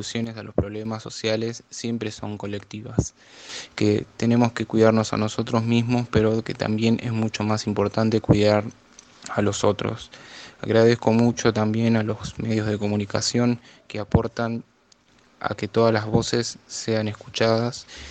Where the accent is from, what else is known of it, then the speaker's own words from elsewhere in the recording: Malvinas Argentinas, Buenos Aires Province, Argentina; soy del distrito de Malvinas Argentinas, de la provincia de Buenos Aires